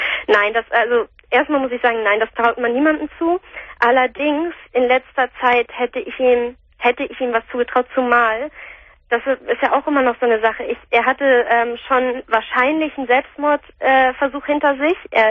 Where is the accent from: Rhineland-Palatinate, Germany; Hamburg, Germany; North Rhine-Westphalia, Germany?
Hamburg, Germany; wir kommen hier aus Hamburg.